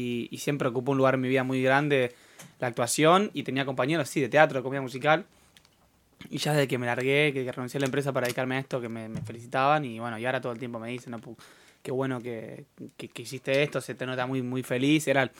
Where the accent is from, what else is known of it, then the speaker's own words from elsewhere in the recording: San Isidro, Buenos Aires Province, Argentina; O sea, en Capital y San Isidro, que yo soy de San Isidro, siempre quiere venir mi vieja.